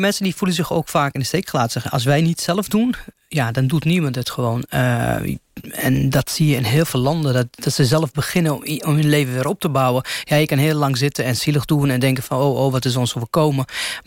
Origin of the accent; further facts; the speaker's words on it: Lebanon; Dutch is a second language; Ik kom zelf uit Libanon, dus ik weet, ik ken de Arabische manier van leven. Ik ken de cultuur.